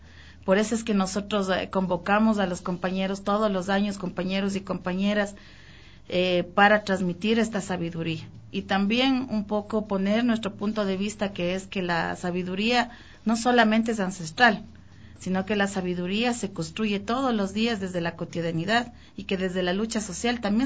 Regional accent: Imbabura, Ecuador; yo soy de Imbabura. Y tengo dentro de mi identidad el proceso afroecuatoriano y el proceso indígena

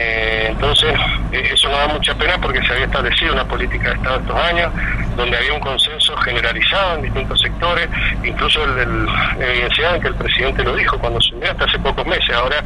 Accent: Mendoza, Argentina; yo soy mendocino

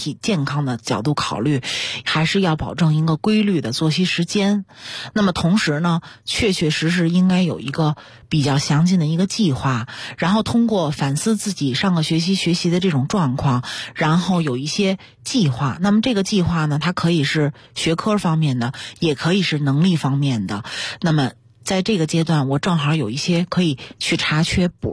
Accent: China; 我觉得就是我们中国人说的读万卷书行万里路真的特别重要

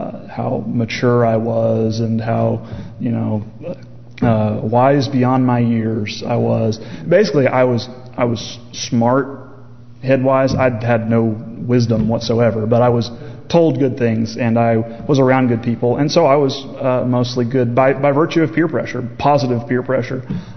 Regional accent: Fayetteville, United States; I grew up in the Methodist church. I grew up going to Sequoia United Methodist here in Fayetteville, actually.

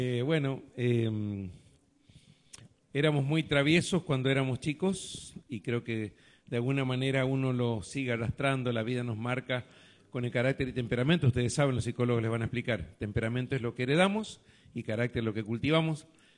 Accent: Goya, Corrientes, Argentina; born there; 8 de abril de 1950, el día de mi nacimiento, según mi madre, en Goya, Corrientes. Y estoy trabajando actualmente en un lugar de la provincia de Santa Fe que se llama Capitán Bermúdez.

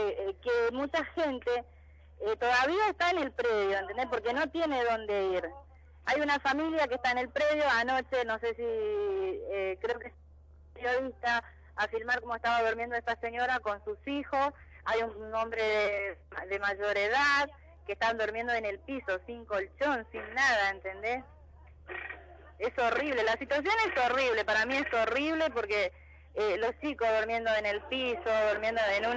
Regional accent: Argentina; yo soy del interior de la Argentina, no soy de Formosa.

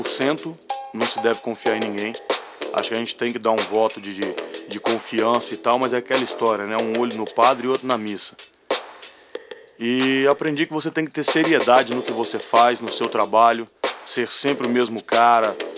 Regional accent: Brasília, Federal District, Brazil; eu cresci ouvindo rock, porra, eu nasci em Brasília

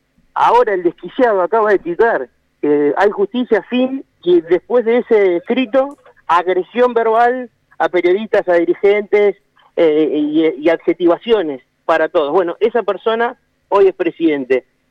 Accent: Argentina; tendremos el desafío nosotros como argentinos de hacerlo también.

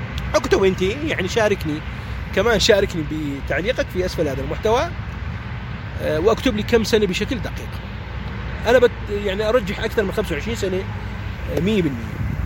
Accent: Iraq; مو فقط مو لأني لكوني أنا عراقي،

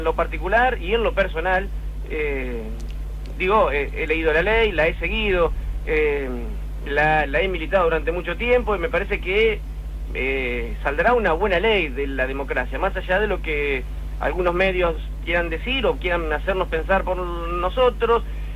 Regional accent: Baradero, Buenos Aires Province, Argentina; Yo soy de Varadero.

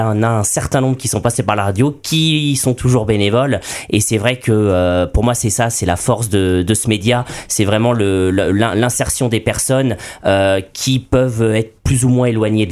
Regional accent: Nantes, Pays de la Loire, France; now in Nancy, France; je suis un Nantais exilé à Nancy

